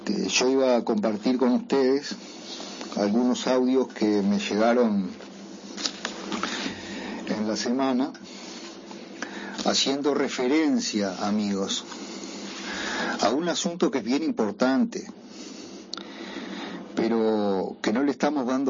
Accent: Paysandú, Uruguay; Como saben, yo soy de Paysandú y me conozco bastante bien algunas zonas del río

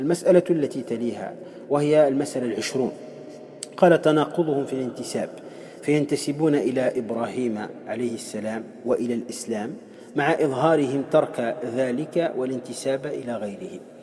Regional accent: Tunisia; ولهذا عندنا في تونس مثلا فيما يسمى بالحضرة وغيره

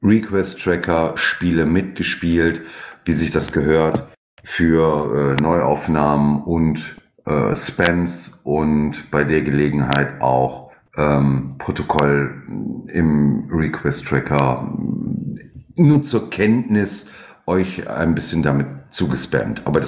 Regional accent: Düsseldorf, North Rhine-Westphalia, Germany; den ich an der Stelle auch sowohl als Düsseldorfer als auch als NRWler bespaßt habe

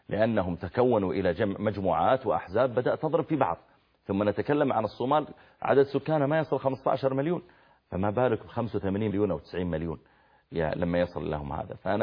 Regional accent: Saudi Arabia; عاد ومدائن صالح اللي موجودة عندنا في السعودية الآن قريب من المدينة

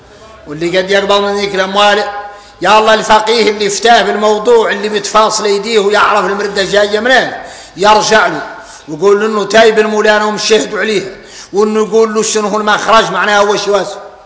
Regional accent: Mauritania; هذا يدلكم على ان احنا موريتاني

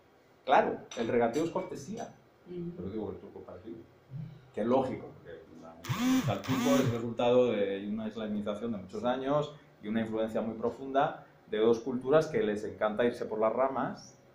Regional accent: Castile and León, Spain; accent: rural Castilian; Porque el mande forma parte de mi dialecto nativo de la Castilla rural.

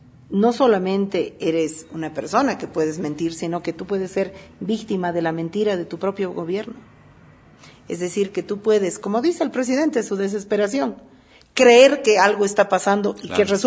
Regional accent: Bolivia; a mí como ciudadana boliviana y como movimiento, me interesa

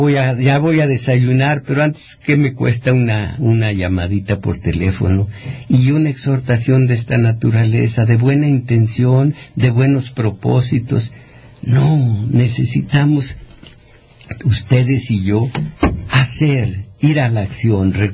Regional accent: Mexico; Todos somos mexicanos, todos somos iguales.

